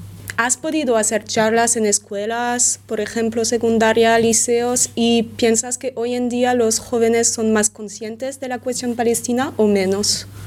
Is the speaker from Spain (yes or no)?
no; Belgium; Spanish is a second language; Yo soy de Bélgica, no sé cómo es en España